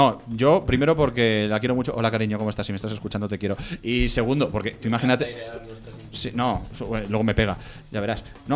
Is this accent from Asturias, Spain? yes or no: no; Castile and León, Spain; accent: Galician; a mí me sale porque soy del Bierzo.